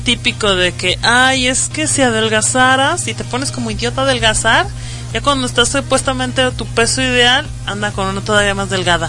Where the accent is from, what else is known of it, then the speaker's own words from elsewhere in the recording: Morelos, Mexico; En lo personal yo también sufrí de obesidad infantil en una etapa de mi niñez, porque yo soy de Morelos, cuando llego aquí yo llegué delgada.